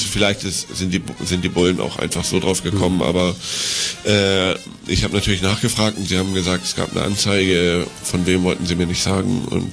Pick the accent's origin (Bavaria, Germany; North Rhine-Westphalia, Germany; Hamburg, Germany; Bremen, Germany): Hamburg, Germany; Ich bin aus Hamburg.